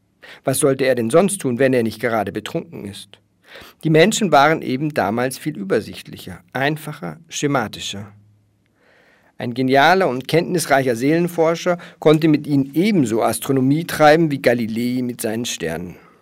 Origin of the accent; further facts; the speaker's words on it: Germany; Wir haben nämlich in der Schule, also ich komme aus Deutschland, da wird es die 9. oder 10. Klasse gewesen sein. Das ist bei euch, glaube ich, die 5. hier in Österreich.